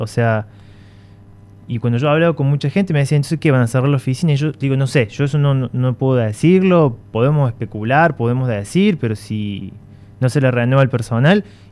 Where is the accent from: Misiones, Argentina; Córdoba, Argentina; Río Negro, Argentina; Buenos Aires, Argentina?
Córdoba, Argentina; Villa Allende; yo soy de Villa Allende, he vivido acá, crecido acá.